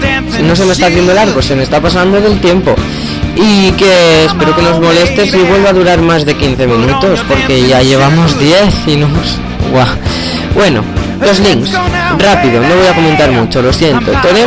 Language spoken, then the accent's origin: Spanish; Catalonia, Spain; porque yo, como sabéis, soy de Cataluña y lo estudio en catalán.